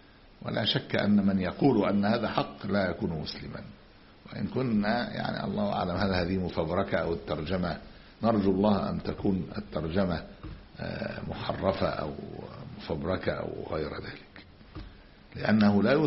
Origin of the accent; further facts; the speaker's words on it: Egypt; بعض المدارس الألمانية عندنا في مصر من سنوات